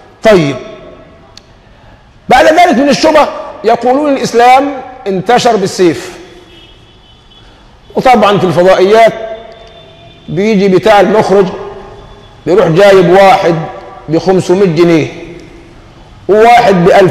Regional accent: Egypt; هو نحن اليوم ايه اللي يحوجنا كمصريين حتى نصبح أمة واحدة كما كنا من قبل؟

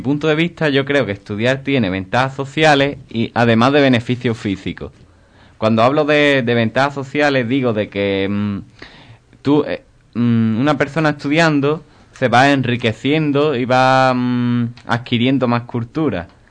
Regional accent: Benamahoma, Andalusia, Spain; Yo soy de Benamahoma.

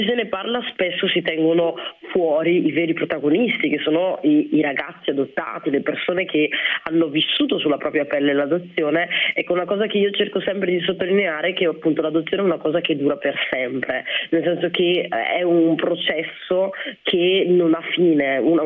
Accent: Rwanda; Ruanda. Io appunto, come dicevate, sono nata nel 1991 e già nel 1993 sono iniziati i primi scontri, no, nel mio paese.

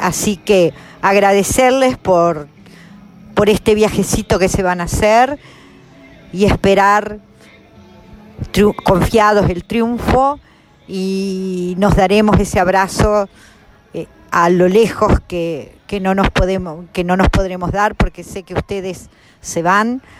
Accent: Salto, Uruguay; born there; salteña de nacimiento, salteña de corazón, y acá estamos en la última caravana

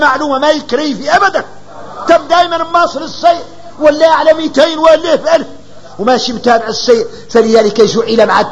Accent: Mauritania; احنا موريتاني

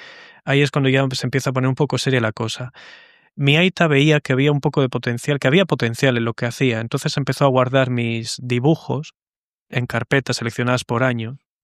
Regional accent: Bilbao, Basque Country, Spain; Somos una tierra con tanta cultura, un idioma tan único, con tanta personalidad, que el haber crecido aquí para mí

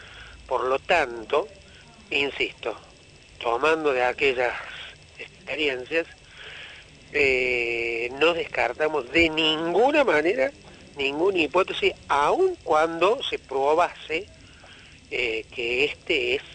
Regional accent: Argentina

